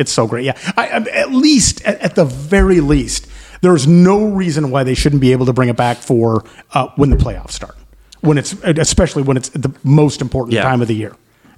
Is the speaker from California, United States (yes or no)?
yes; Alpine, California, United States; See, I grew up in Alpine.